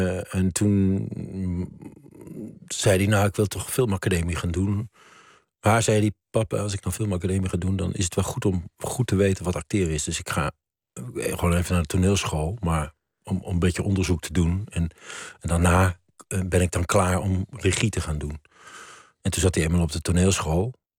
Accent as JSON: {"language": "Dutch", "town": "Maastricht", "region": "Limburg", "country": "Netherlands", "said": "ik kwam ook uit Maastricht."}